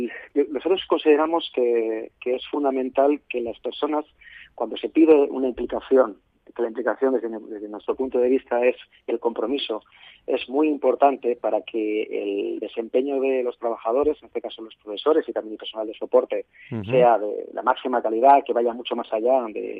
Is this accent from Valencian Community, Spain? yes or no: yes; Valencia, Valencian Community, Spain; Yo soy de Valencia, estoy aquí en Valencia